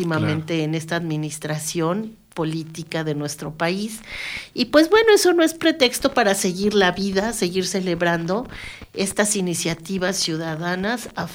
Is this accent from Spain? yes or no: no; Mexico City, Mexico; Y bueno, yo soy de la Ciudad de México